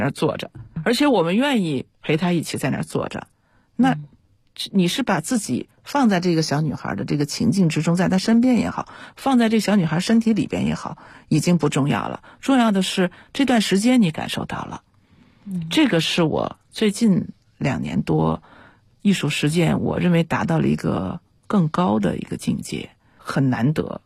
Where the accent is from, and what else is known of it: China